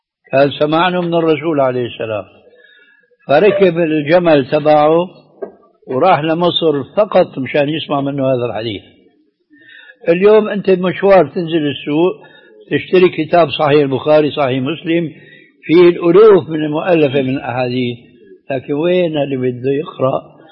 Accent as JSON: {"language": "Arabic", "region": "Levant", "country": "Syria", "said": "كما يقولون عندنا في الشام بدها زكتاف"}